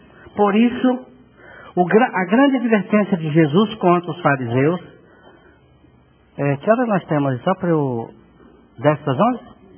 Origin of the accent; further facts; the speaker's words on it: Bahia, Brazil; E eu sou baiano, né?